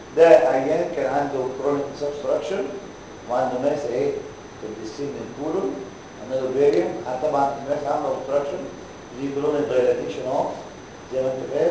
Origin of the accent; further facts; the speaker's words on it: Egypt; عندنا في مصر